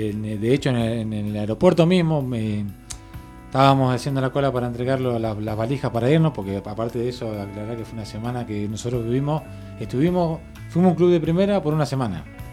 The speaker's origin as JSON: {"language": "Spanish", "town": "General Roca", "region": "Río Negro", "country": "Argentina", "moved": "yes", "lives_now": "Bahía Blanca, Argentina", "said": "Yo sí soy de General Roca"}